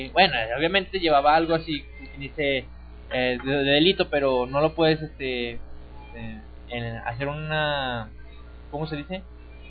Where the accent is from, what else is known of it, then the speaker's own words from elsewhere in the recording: Mexico; Somos mexicanos, tenemos que saber hablar bien inglés.